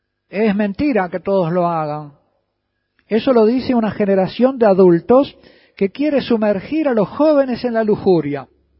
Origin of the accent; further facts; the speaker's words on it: Uruguay; En otro libro titulado Sexo y Amor en el Uruguay, en mi país, de una orientación totalmente laicista